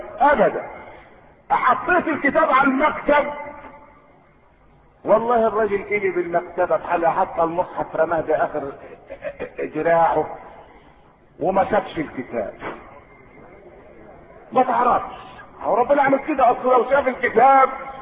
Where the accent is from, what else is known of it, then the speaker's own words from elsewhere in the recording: Egypt; احنا مصريين ايه اللي خبلنا بعض